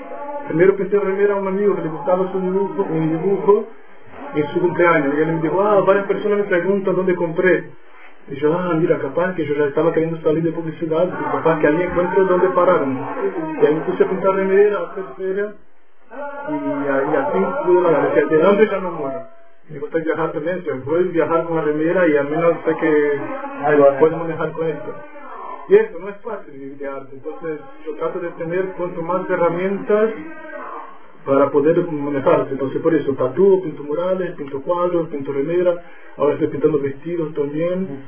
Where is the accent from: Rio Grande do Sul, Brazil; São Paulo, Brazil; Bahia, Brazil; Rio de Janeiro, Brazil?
Bahia, Brazil; Ilhéus; Spanish is a second language; Yo soy de Bahía, pero no de Salvador. Soy de un pueblo que se llama Ilhéus, yo nací ahí. Y en mi niñez yo estuve mucho tiempo jugando con plantaciones de cacao.